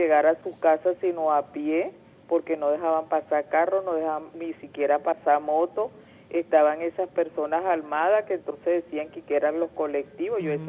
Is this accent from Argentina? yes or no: no; Venezuela; Como madre, como venezolana, yo apoyo este gobierno